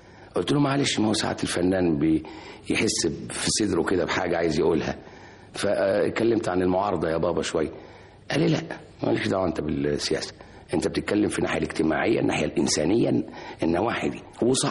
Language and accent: Arabic; Egypt; من اعظم رجال التعليم الموجودين عندنا في مصر